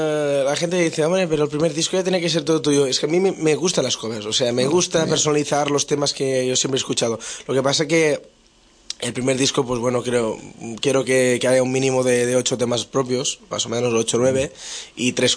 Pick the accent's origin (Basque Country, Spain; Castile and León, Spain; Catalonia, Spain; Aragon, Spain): Catalonia, Spain; yo soy del Delta del Ebro, que es un pueblo muy tranquilo del sur de Cataluña